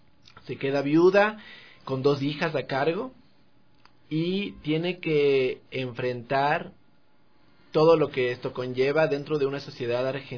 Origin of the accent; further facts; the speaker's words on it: Quito, Pichincha, Ecuador; y yo, que también soy quiteño